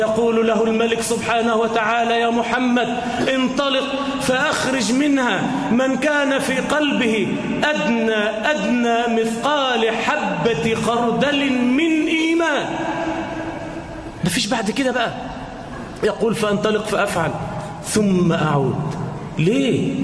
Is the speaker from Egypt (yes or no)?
yes; Egypt; اللهم اجعل بلدنا مصر آمنة مطمئنة